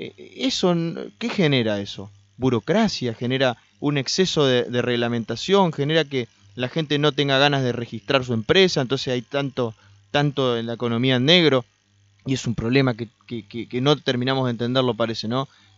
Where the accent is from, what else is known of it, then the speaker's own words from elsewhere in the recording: Argentina; ¿Qué necesitamos como argentinos para transformarnos?